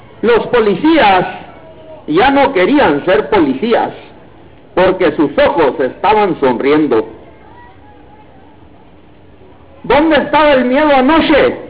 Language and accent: Spanish; Chihuahua, Mexico; soy de Chihuahua.